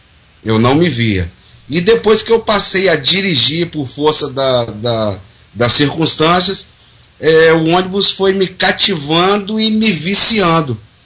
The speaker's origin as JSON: {"language": "Portuguese", "region": "Espírito Santo", "country": "Brazil", "said": "aqui no estado do Espírito Santo, que é a minha terra"}